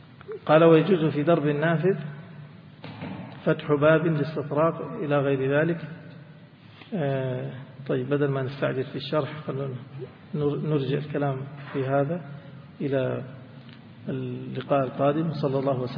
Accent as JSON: {"language": "Arabic", "town": "Mecca", "region": "Makkah Province", "country": "Saudi Arabia", "said": "وعندنا في مكة أجياد السد"}